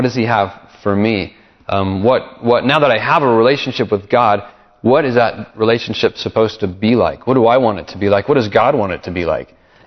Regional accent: Alexandria, Louisiana, United States; I think back on growing up in Louisiana and Alexandria and the neighborhood that I was in, the friends that I had, and I was young.

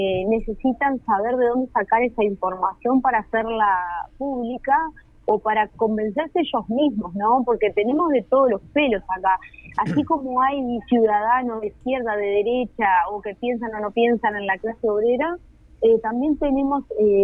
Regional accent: Uruguay; todavía no sepamos como uruguayos y uruguayas entender de qué van las políticas públicas

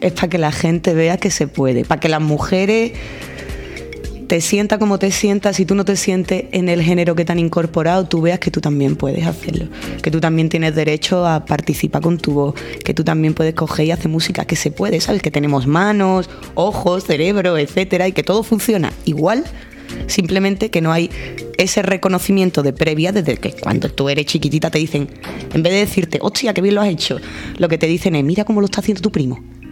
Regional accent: Seville, Andalusia, Spain; now in Granada, Spain; cuando llegué aquí a Granada, que yo soy de Sevilla

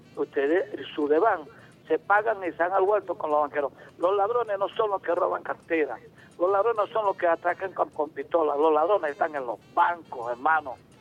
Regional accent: Caño Pernales, Delta Amacuro, Venezuela; born there; La indígena la sé por mis ancestros, pues soy hijo de indígena, y porque nací en los caños del delta más grande del mundo, que es el río Orinoco. Yo nací en el Caño Pernales.

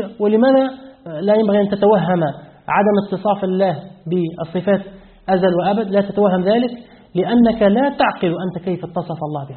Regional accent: Tunisia; لأن الثلث الأخير عندنا في تونس يبدأ من الساعة الثانية ليلة،

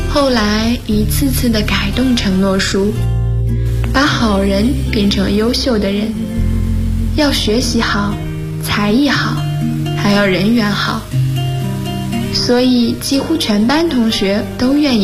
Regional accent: North China, China; 我出生在北方的三线小城市，小时候不懂事儿，总爱问父母我们这个城市到底是哪三线。

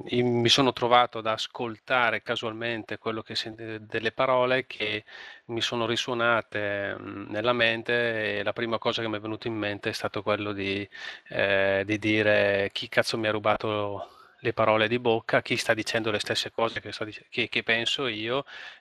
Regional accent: Brescia, Lombardy, Italy; now in Bergamo province, Italy; sono di Brescia e vivo nella provincia di Bergamo, ho 45 anni

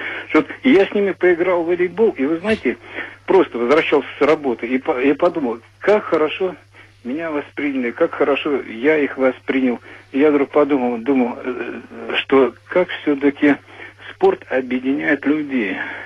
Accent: Moscow, Russia; я москвич, вот как бы в двух словах военный

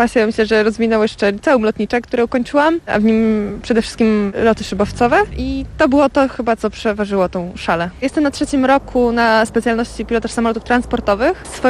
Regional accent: Dęblin, Lublin Voivodeship, Poland; jestem rodowitą dęblinianką. Także samoloty w moim życiu były obecne od zawsze.

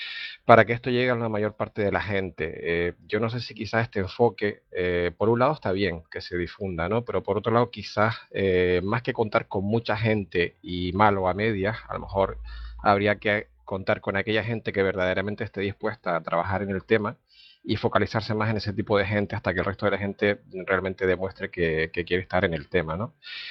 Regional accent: Las Palmas, Canary Islands, Spain; de Las Palmas

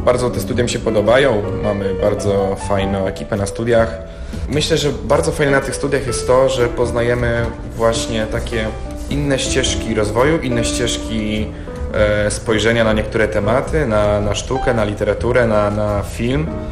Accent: Kraśnik, Lublin Voivodeship, Poland; moved away as an adult; now in Warsaw, Poland; Pochodzę z województwa lubelskiego, dokładnie z miasta Kraśnika. Mieszkałem tam do 18 roku życia. Obecnie właśnie mieszkam w stolicy.

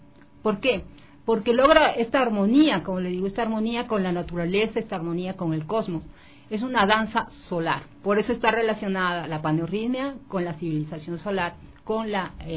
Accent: Guayaquil, Guayas, Ecuador; yo me crié en la costa, en Guayaquil, por eso considero que soy 100% producto ecuatoriano. Mis padres son de Quito y de Riobamba, mis abuelos son de Chone, entonces yo no puedo decir que no soy ecuatoriano, soy 100% ecuatoriano

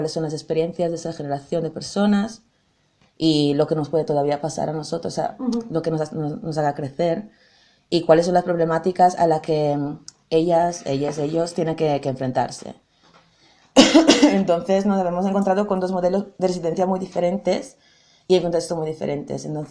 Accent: Italy; es de mi raíz, o sea, vengo de Italia y de Sud Europa y es muy diferente

